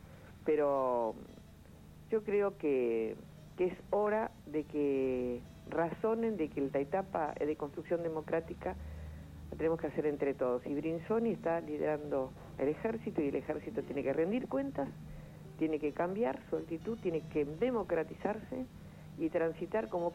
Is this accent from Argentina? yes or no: yes; Argentina; es lo menos que merecemos como argentinos